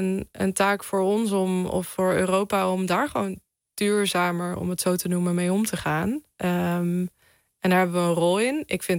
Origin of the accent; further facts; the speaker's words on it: Netherlands; Vanuit dat perspectief kan ik praten, denk ik, als Nederlander.